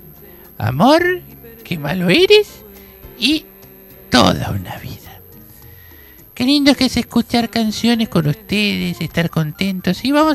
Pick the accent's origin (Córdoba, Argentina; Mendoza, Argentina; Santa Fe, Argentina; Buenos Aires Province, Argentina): Buenos Aires Province, Argentina; Bellavista; also born or lived in San Miguel; Yo era de San Miguel, más soy de Bellavista